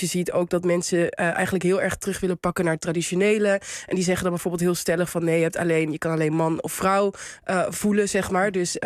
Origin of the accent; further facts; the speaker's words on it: Helmond, North Brabant, Netherlands; toen ik 16 was, toen was ik met wat mensen in Helmond, waar ik vandaan kom